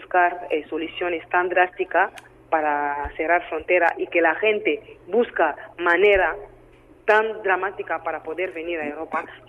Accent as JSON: {"language": "Spanish", "country": "DR Congo", "second_language": "Spanish", "lives_now": "Spain", "said": "soy de la República Democrática del Congo."}